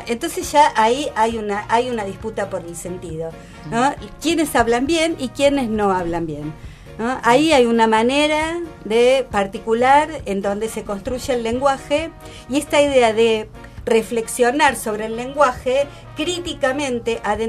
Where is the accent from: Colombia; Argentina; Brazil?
Argentina; Entre Ríos; entrerrianos nos comemos las heces, ¿no?